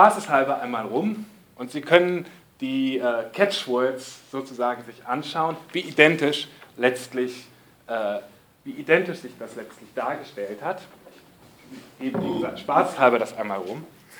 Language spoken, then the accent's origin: German; Frankfurt, Hesse, Germany; denn das war für uns ja Besatzung als Frankfurter